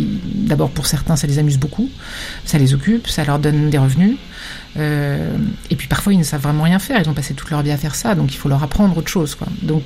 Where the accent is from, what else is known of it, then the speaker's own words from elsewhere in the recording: France; Ils agissent en notre nom, en tout cas nous, Français